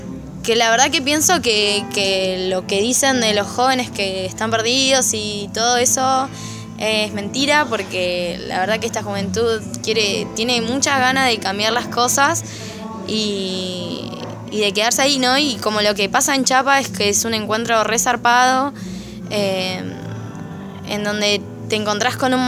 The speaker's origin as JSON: {"language": "Spanish", "town": "Bahía Blanca", "region": "Buenos Aires Province", "country": "Argentina", "said": "pero el resto somos todas de Bahía. Y de Bahía, somos todes de Bahía."}